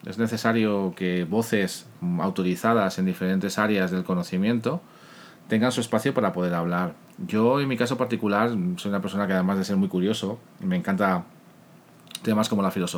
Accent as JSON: {"language": "Spanish", "country": "Spain", "said": "soy español. Eso me imagino que todos los que me estén escuchando desde Latinoamérica o desde fuera de mi país, mi acento me habrá delatado enseguida. Vivo en Madrid"}